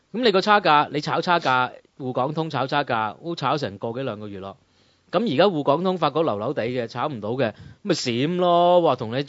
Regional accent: Hong Kong; 我哋香港人冇乜責任啦

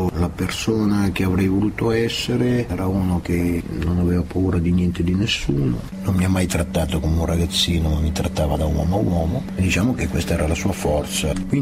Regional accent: Milan, Lombardy, Italy; born there

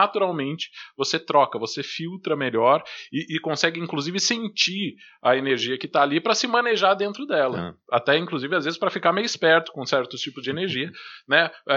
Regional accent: São José dos Campos, São Paulo, Brazil; Vocês que não são de São José estão ouvindo eu falar torto, né? Porque nós somos de São José dos Campos

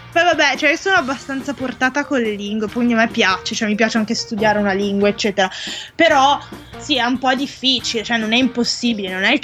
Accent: Milan, Lombardy, Italy; ho 23 anni, vengo da Milano.

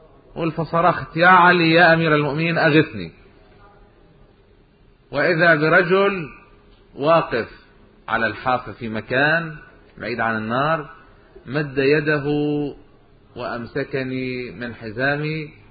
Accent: Lebanon; وعندنا بلبنان ببعلبك صارت قصة من هالقبيل

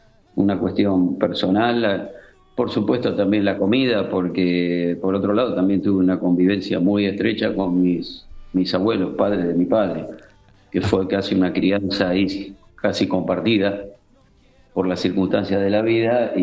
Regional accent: Lanús, Buenos Aires Province, Argentina; also born or lived in Avellaneda; Me crié en Lanús, digamos, viví prácticamente siempre en Lanús, aunque nací en Avellaneda.

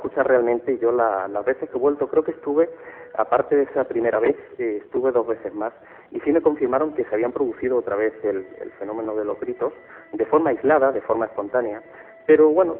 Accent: Málaga, Andalusia, Spain; Date cuenta que yo soy de Málaga, estoy en plena Andalucía

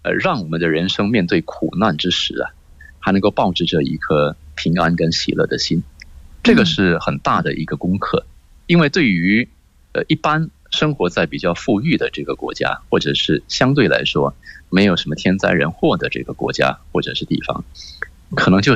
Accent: Indonesia; 那么完了呢，我也发现印度尼西亚，我们印度尼西亚人，他们当看到有这些年轻的孩子做这样的动作的时候

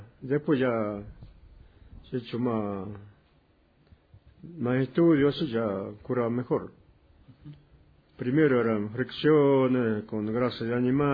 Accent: Cafayate, Salta, Argentina; born there

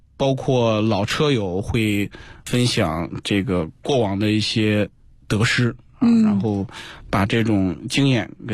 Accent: China

